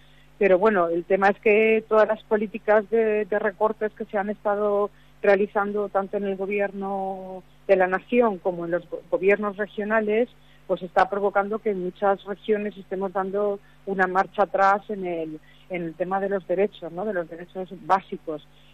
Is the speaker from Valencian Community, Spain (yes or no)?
yes; Valencian Community, Spain; Yo soy de la región mediterránea, soy de un departamento que se llama Castellón, que está en Valencia, muy cerquita de Valencia.